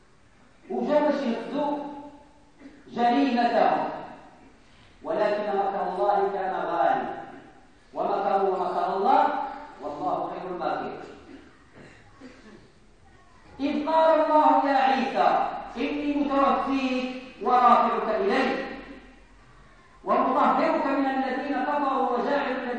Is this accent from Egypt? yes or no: no; Morocco; بزاف آخرين إحنا مغاربة